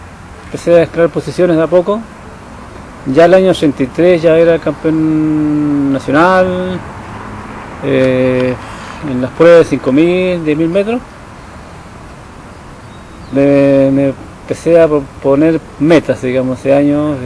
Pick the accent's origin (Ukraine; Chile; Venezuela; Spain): Chile; Punta Arenas, Magallanes; now in Santiago, Chile; Vengo de Punta Arenas, llegué a Santiago en el año 1982.